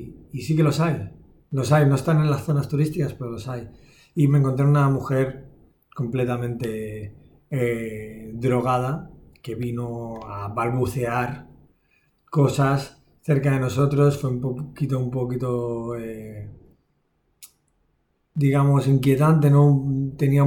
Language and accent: Spanish; Barcelona, Catalonia, Spain; Vengo de Barcelona, estamos acostumbrados a cenar tarde, a las 9, a las 10.